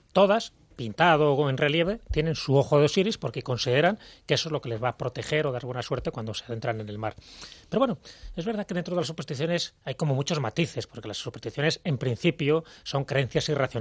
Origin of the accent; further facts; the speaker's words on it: Malta; yo vengo de Malta